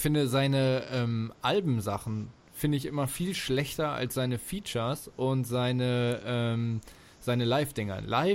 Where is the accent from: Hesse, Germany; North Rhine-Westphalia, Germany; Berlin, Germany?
North Rhine-Westphalia, Germany; Bielefeld; die Nachbarstadt meiner Heimatstadt